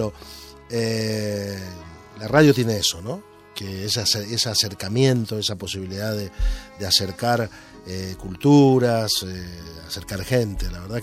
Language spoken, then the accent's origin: Spanish; Santa Fe, Argentina; Provincia de Santa Fe, muy cerquita a la ciudad de donde yo vengo